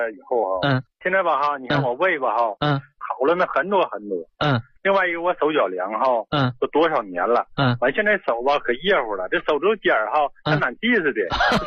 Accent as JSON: {"language": "Chinese", "town": "Liaoyang", "region": "Liaoning", "country": "China", "said": "我是辽阳人。"}